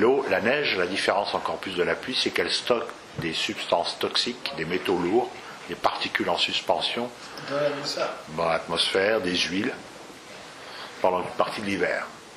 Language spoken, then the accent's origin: French; Lyon, Auvergne-Rhône-Alpes, France; Je ne sais pas parce que je suis lyonnais, mais c'est vrai.